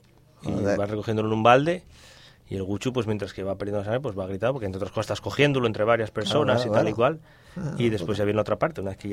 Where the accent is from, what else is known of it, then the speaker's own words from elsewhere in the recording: Pola de Lena, Asturias, Spain; ya sabéis que yo soy de Polalena y hablo así unas